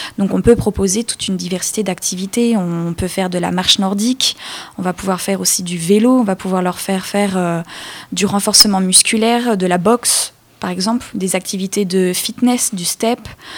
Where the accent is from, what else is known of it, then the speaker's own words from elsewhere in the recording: Orléans, Centre-Val de Loire, France; Moi, par exemple, je viens de Orléans.